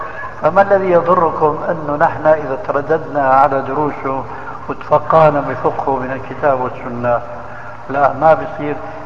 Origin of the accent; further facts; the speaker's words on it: Syria; ايه كانوا من كما يقولون عندنا في سوريا في الجماعة من عظم الرقبة